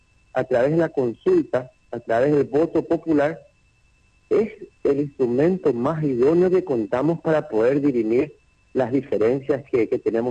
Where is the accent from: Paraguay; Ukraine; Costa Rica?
Paraguay; el proyecto de país que queremos como paraguayos